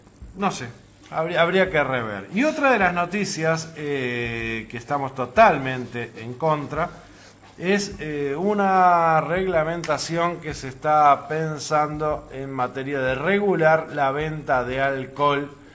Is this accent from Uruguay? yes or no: yes; Uruguay; porque nos compromete como uruguayos.